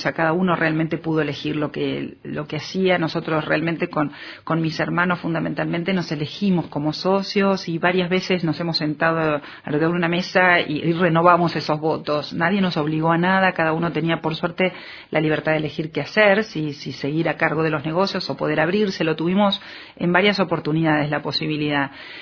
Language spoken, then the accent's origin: Spanish; Carlos Casares, Buenos Aires Province, Argentina; moved away as an adult; Pero mi infancia siempre fue en Carlos Casares. Yo hice mi colegio, mi primaria, mi secundaria en Carlos Casares, hasta que, bueno, como es un pueblo muy chico, no hay universidades